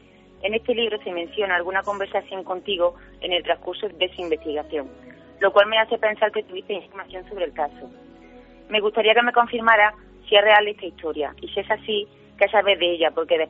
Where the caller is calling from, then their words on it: Córdoba, Andalusia, Spain; de Córdoba y mi pregunta va dirigida